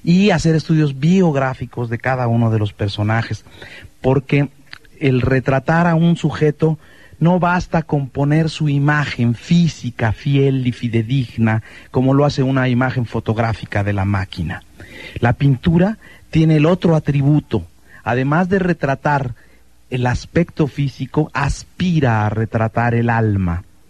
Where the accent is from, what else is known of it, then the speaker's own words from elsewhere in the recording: Mexico City, Mexico; Yo nací en el Distrito Federal. Nací, crecí y me eduqué la primera parte de mi vida en el Distrito Federal. Soy hijo de una familia chiapaneca. Mi padre era de San Cristóbal Las Casas, mi madre era de Pichucalco.